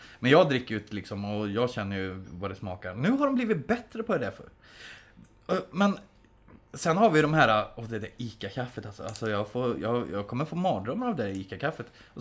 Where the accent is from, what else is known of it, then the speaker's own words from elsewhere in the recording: Värmland, Sweden; also born or lived in Södertälje; Jag hade en styvfarsa som var från Stockholm. Och jag bodde själv i Södertälje som liten, så det är väl därför jag inte har den. Men jag är från Värmland från början.